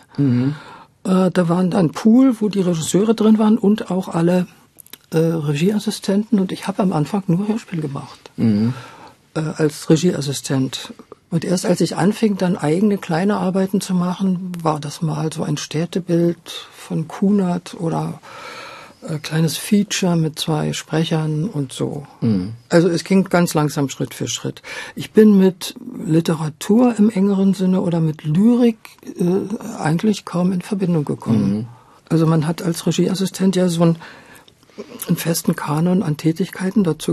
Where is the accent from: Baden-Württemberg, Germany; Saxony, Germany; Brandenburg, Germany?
Saxony, Germany; Meissen; wenn du da aufgewachsen bist in Meißen, hast du natürlich Sächsisch gesprochen